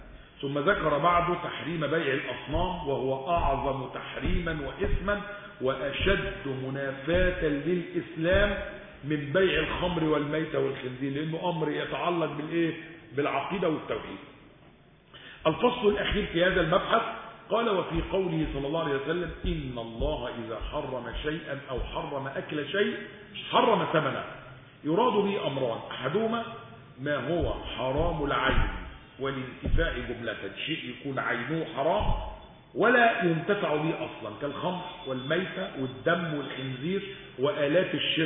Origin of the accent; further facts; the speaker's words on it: Egypt; الاجانب الطيبين الحلوين اللي قاعدين عندنا في مصر